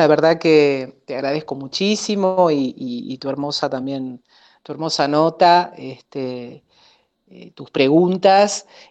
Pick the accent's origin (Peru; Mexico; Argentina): Argentina; Buenos Aires; born there; el tango lo conozco porque nací en Buenos Aires, porque lo he vivido, lo he escuchado, lo he cantado